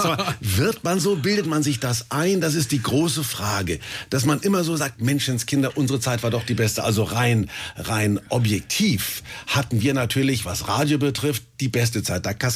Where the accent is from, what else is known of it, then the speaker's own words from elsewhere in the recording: Kulmbach, Bavaria, Germany; Ich bin in Kulmbach groß geworden, da in der Provinz zwischen Bamberg und Bayreuth.